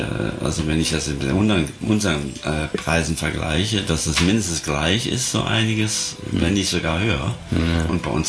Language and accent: German; Bonn, North Rhine-Westphalia, Germany; Ja, aus der ehemaligen Hauptstadt.